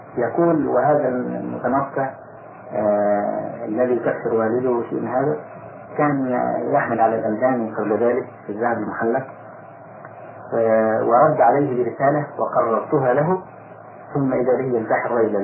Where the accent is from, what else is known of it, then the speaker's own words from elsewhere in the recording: Egypt; طلعت حديثا من عندنا في مصر